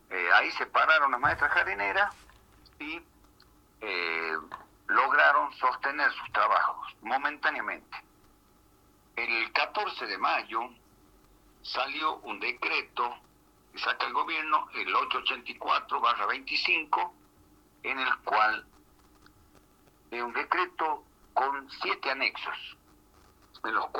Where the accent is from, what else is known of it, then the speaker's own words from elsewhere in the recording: Andalgalá, Catamarca, Argentina; Yo soy del interior de Catamarca, de una localidad que se llama Andalgalá, y tenemos muchas escuelas rurales nosotros acá.